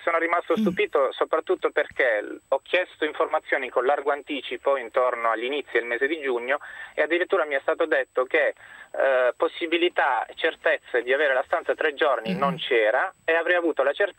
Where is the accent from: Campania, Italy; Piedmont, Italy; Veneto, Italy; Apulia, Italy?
Apulia, Italy; Bari; io sono di Bari